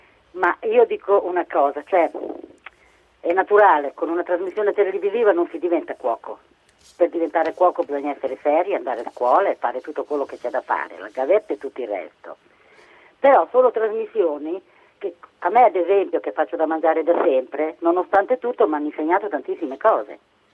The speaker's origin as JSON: {"language": "Italian", "region": "Emilia-Romagna", "country": "Italy", "said": "sono romagnola."}